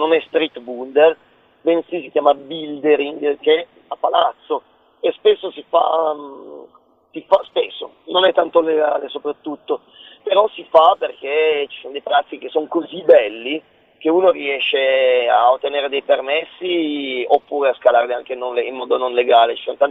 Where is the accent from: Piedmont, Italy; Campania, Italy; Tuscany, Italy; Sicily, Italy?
Piedmont, Italy; Turin; sicuramente da torinese